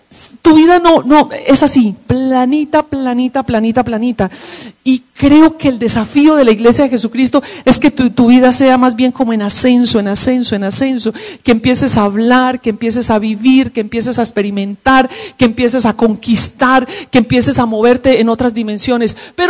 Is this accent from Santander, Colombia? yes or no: no; Medellín, Antioquia, Colombia; born there; como dicen en la tierra hermosa de donde nací, en Medellín, es diciendo, haciendo y listo.